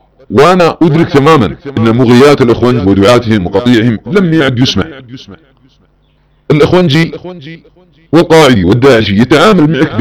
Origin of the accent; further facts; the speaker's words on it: Saudi Arabia; سنقطع هلوستهم التي تدور على أبناء وطني في المملكة العربية السعودية وتدور على بلادنا السعودية